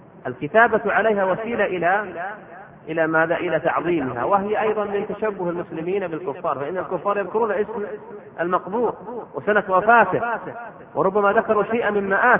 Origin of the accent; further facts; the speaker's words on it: Riyadh, Riyadh Province, Saudi Arabia; وعندنا في الرياض وغيرها يشدد في هذا الموضوع